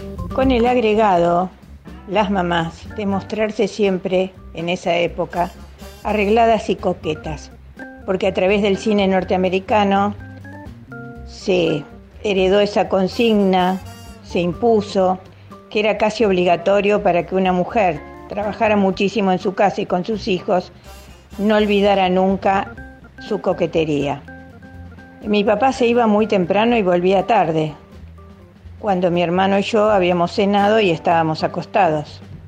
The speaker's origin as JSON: {"language": "Spanish", "region": "Buenos Aires", "country": "Argentina", "tie": "born or raised there", "said": "Así que, para decirles, nací y viví en Cava, o sea, en la ciudad de Buenos Aires."}